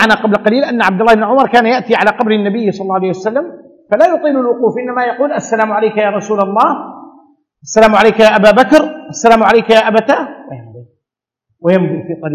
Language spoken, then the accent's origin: Arabic; Saudi Arabia; لكن انت تعودت عندنا في السعوديه